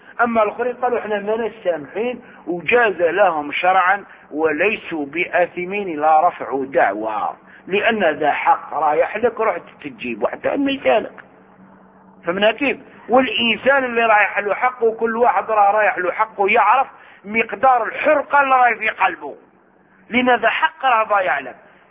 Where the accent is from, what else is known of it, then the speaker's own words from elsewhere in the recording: Algeria; احنا عندنا في الجزائر وغيرها